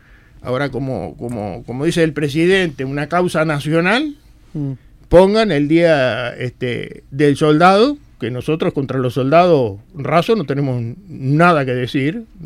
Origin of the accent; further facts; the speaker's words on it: Uruguay; tal vez porque somos uruguayos también, y nos cuesta muchas veces sacar a luz determinadas cosas